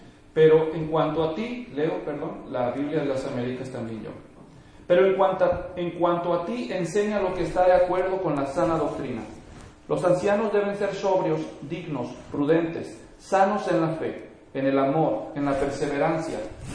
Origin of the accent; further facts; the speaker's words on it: Mexico; El pastor Enrique es colombiano y yo soy mexicano, así que si de vez en cuando usamos expresiones regionales, pues a eso se debe